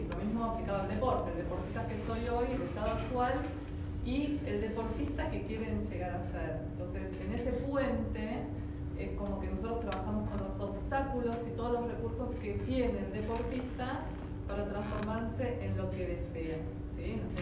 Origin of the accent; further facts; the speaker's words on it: Bariloche, Río Negro, Argentina; soy de Bariloche, así que desde muy chiquita que compito